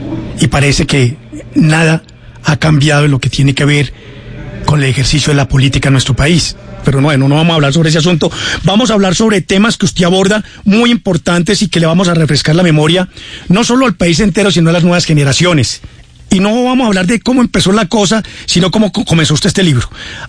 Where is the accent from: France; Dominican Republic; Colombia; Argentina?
Colombia; uno como el colombiano le da tristeza de la miopía que sufrimos muchos los colombianos